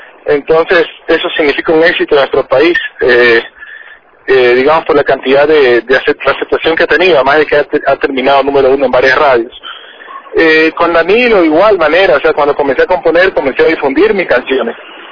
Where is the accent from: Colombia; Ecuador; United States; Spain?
Ecuador; en Ecuador es muy importante poder difundir nuestra música en nuestro propio país, pero también es importante, y como ecuatorianos, poder exportar lo que hacemos.